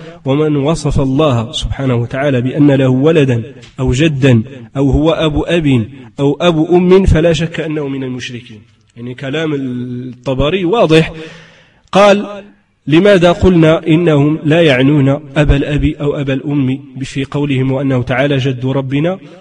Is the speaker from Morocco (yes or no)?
yes; Morocco; accent: Moroccan Arabic; ويقال له بدارجتنا العامية يعني المغربية يقال له الزهر